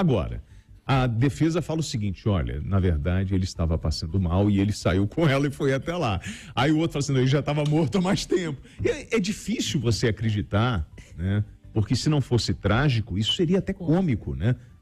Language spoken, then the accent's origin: Portuguese; Rio de Janeiro, Brazil; não sou de Minas Gerais, nasci no Rio de Janeiro, numa favela, e desde que eu sou moleque